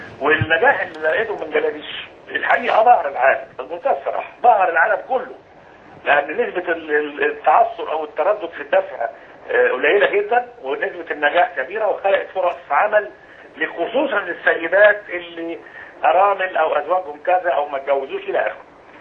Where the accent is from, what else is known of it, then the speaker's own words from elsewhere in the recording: Egypt; المفروض ان دورنا كلنا كمصريين من اجل بلدنا